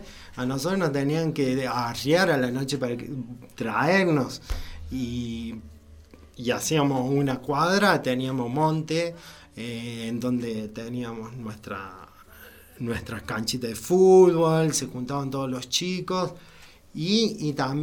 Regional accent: Villa Cura Brochero, Córdoba, Argentina; yo me siento brocheriano 100% y amo mi pueblo

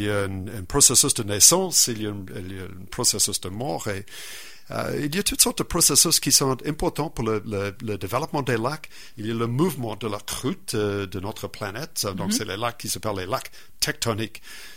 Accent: New Zealand; French is a second language; Moi, je viens de la Nouvelle-Zélande et c'est là que, surtout l'île du Nord, il y a dans les cratères des volcans

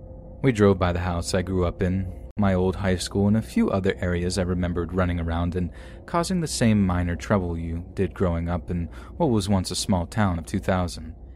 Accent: Texas, United States; her son and I all moved to an area close to where I grew up in Central Texas.

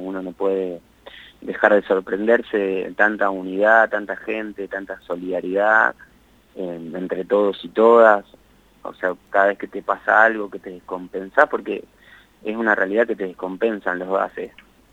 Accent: Argentina; ¿De nosotros como país, como Argentina?

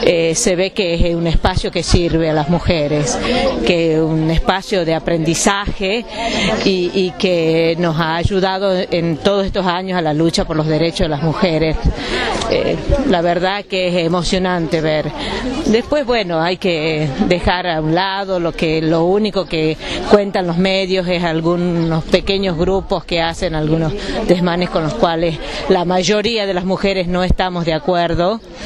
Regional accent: Tucumán, Argentina; de Tucumán, vengo a los encuentros desde el segundo encuentro

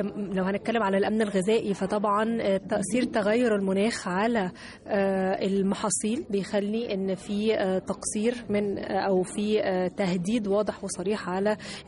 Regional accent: Egypt; مش بس احنا يعني كمصريين بس

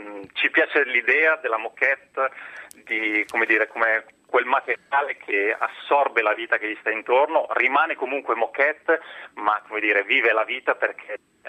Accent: Solaro, Lombardy, Italy; È il mio paese, esatto.

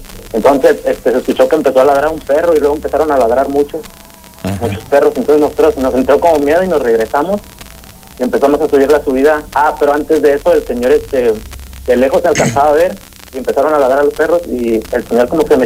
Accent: San Miguel de Allende, Guanajuato, Mexico; now in Dallas, United States; yo soy de San Miguel de Allende, pero estoy un tiempo acá en Dallas

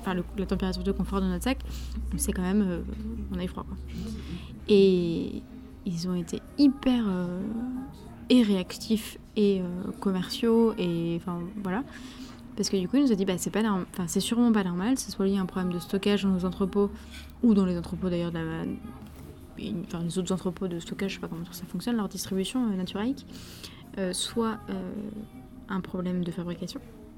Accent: France; Parce qu'on râle beaucoup, on est français, c'est normal.

